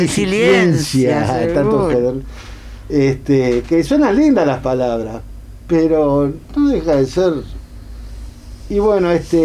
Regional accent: Montevideo, Uruguay; Yo soy montevideano, sí, 100%.

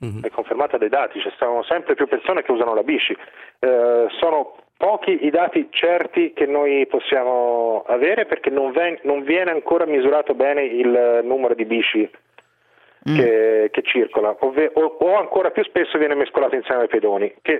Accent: Tuscany, Italy; anche se sono toscano

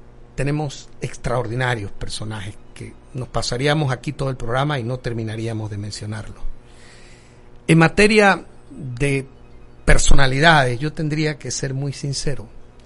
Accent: Tolé, Chiriquí, Panama; porque yo soy un hombre de Tolé, nacido en Tolé, crecido en Tolé, mi familia se estableció allí

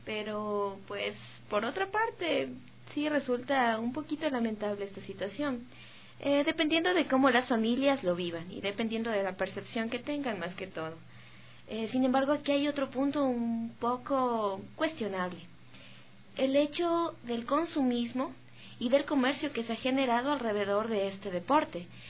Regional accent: Ecuador; Pero ¿qué hay de aquellas victorias que como ecuatorianos hemos tenido?

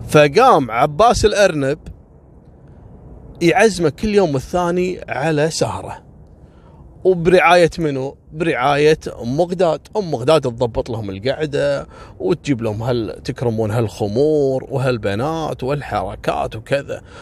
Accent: Kuwait; حتى عندنا في الكويت أول 5 سنوات بعد التحرير اللي كان يشتغل في السيارات اغتنى صراحة

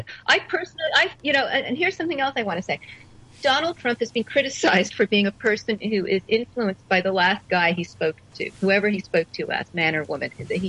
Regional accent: United States; But for me, as an American watching this, I wish that we had that level of, you know, sort of cooperative dialogue.

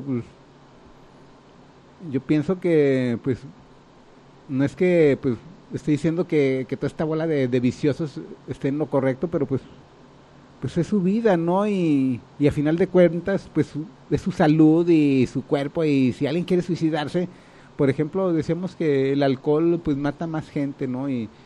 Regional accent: Mexico; mi crítica así como muy, pues muy humilde, y más como mexicano, ¿no?

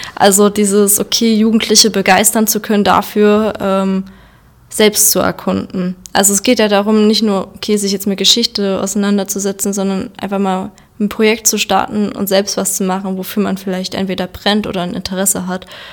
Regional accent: Zwickau, Saxony, Germany; now in Dresden, Germany; Ich lebe jetzt zwar in Dresden, komme aber aus Zwickau. Und trotzdem würde ich noch sagen, dass Zwickau meine Heimat ist

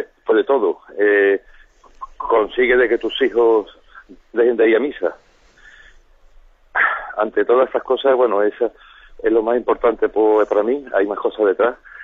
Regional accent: Seville, Andalusia, Spain; Mire, soy de Sevilla.

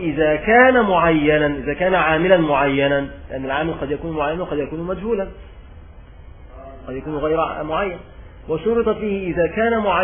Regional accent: Egypt; عندنا في مصر بيسمع

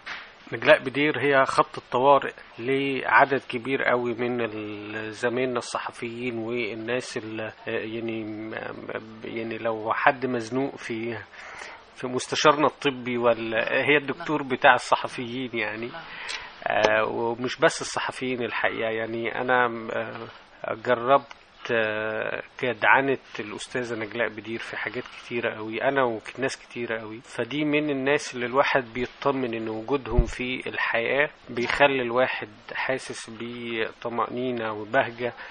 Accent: Shabrawin, Sharqia Governorate, Egypt; أنا تربيت في الريف في قرية اسمها الشبراوين في مركز هيهيا في محافظة الشرقية.

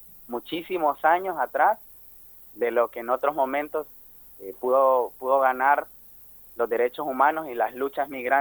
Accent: El Salvador; Yo también ando por ahí, que soy salvadoreño.

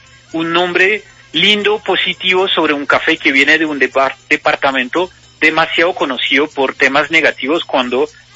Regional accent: Lyon, Auvergne-Rhône-Alpes, France; Yo soy de Lyon.

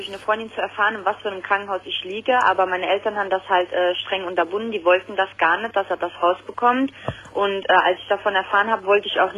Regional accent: Italy; ich bin auch Italienerin.

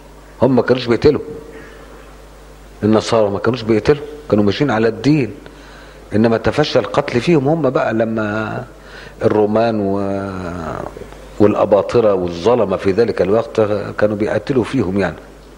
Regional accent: Upper Egypt, Egypt; زي عندنا في الصعيد.

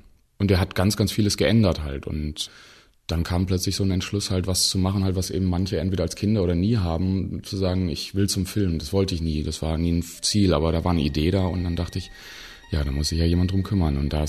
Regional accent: Bonn, North Rhine-Westphalia, Germany; Ich bin ja in Bonn aufgewachsen, zur Schule gegangen, halt zur Universität

